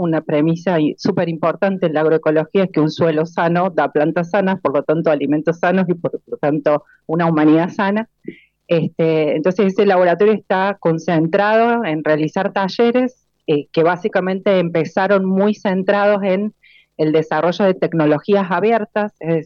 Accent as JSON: {"language": "Spanish", "region": "Córdoba", "country": "Argentina", "said": "Me mudé recientemente, vengo de Córdoba, estudié biología y tengo un doctorado en ciencias biológicas."}